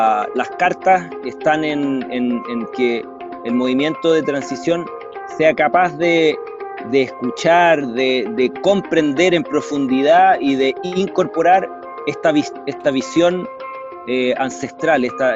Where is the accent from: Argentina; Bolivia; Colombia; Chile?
Chile; Vengo de Chile.